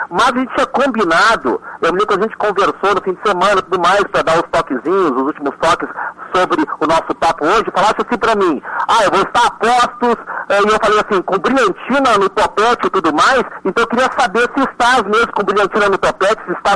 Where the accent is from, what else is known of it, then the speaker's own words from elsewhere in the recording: Taubaté, São Paulo, Brazil; Nasci em São Paulo, mas criado em Taubaté.